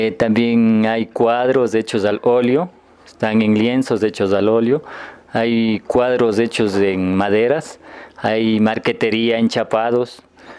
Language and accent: Spanish; San Pablo, Imbabura, Ecuador; yo como sanpaoleño tengo el orgullo de haber realizado el altar de aquí, de mi iglesia, de mi pueblo.